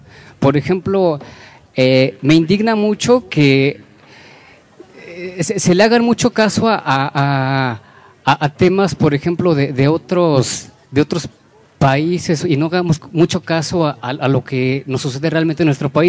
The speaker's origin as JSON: {"language": "Spanish", "region": "Puebla", "country": "Mexico", "said": "Yo soy de Puebla, soy un ciudadano, soy mexicano"}